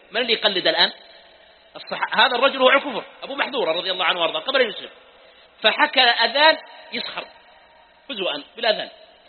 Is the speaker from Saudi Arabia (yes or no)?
yes; Mecca, Makkah Province, Saudi Arabia; ها يا أهل مكة. طيب، لا يزعلون عليها مكة، ونحن من أهل مكة.